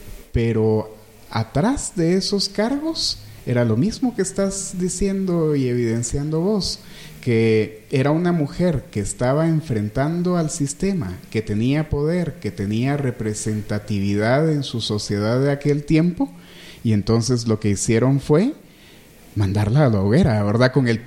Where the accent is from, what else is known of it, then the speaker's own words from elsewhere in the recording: Quetzaltenango, Guatemala; así como Quetzaltenango, que es el lugar de donde yo vengo, son lugares de extrema exclusión social